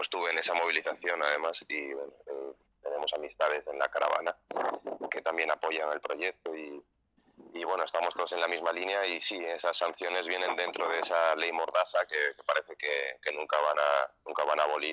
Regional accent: Barcelona, Catalonia, Spain; born there; mi madre es francesa, yo nací en Barcelona, pero mi familia somos de asturianos, de San Esteban de Pravia, y migrantes también

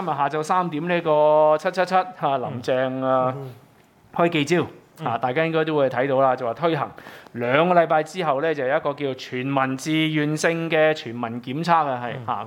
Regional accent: Hong Kong; 咁所以香港人點會安心呢

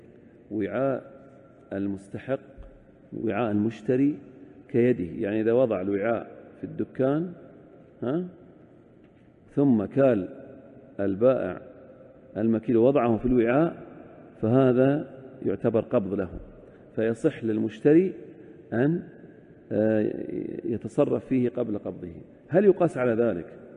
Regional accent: Al-Ahsa, Eastern Province, Saudi Arabia; لكن العد عندنا في الأحساء الكرتون فيه 20

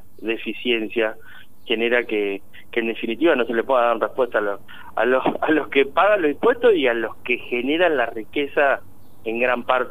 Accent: Saliqueló, Buenos Aires Province, Argentina; los que vivimos en el interior, mira, yo soy de Saliqueló y de la Sexta

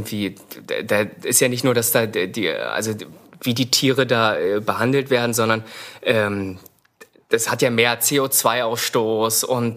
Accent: Seehausen, Germany; Also ja, bei uns in Seehausen, wenn man hinten aus meinem Zimmer rausgeguckt hat, hatten wir da zwar einen Zaun und eine eigene Absperrung für unser Haus

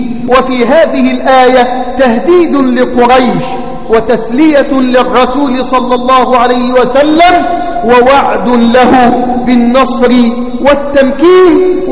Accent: Egypt; اللهم احفظ بلدنا مصر من كل سوء وسائر بلاد الإسلام.

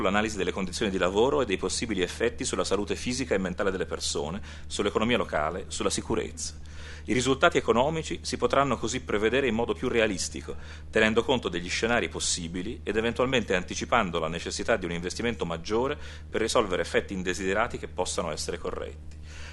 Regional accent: Florence, Tuscany, Italy; E devo dire che da questo punto di vista, da fiorentino, registro che domani al Teatro dell'Opera, Teatro dell'Opera di Firenze

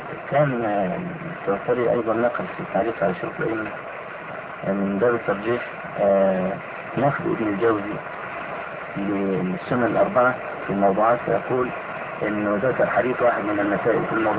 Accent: Egypt; وهو يتردد كثيرا عندنا في مصر

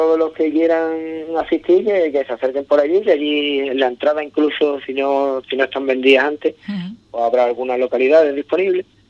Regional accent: Ubrique, Andalusia, Spain; vamos a ver este muchacho ubriqueño de mi pueblo, a ver lo que trae aquí

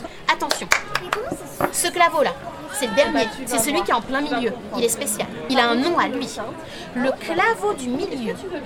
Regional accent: Centre-Val de Loire, France; Il y a de grandes forêts chez nous en Touraine.

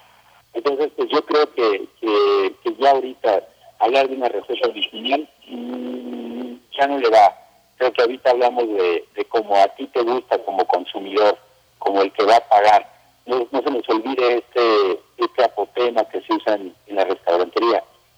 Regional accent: Puebla, Mexico; Yo, en lo personal, te puedo decir que la soy poblano.

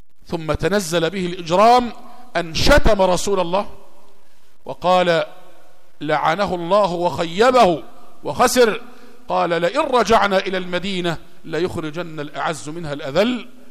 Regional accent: Egypt; قصة راقصة من الراقصات المشهورات عندنا في مصر

